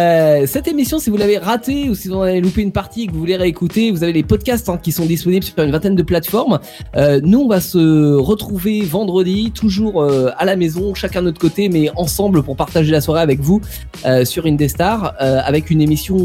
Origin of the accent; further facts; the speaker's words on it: France; De l'émission, nous sommes français.